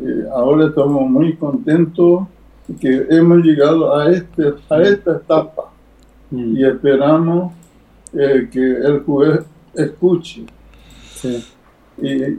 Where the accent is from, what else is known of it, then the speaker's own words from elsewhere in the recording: Quilmes, Buenos Aires Province, Argentina; yo soy de Quilmes, ¿no? Así que yo le mando saludos a todos los quilmeños también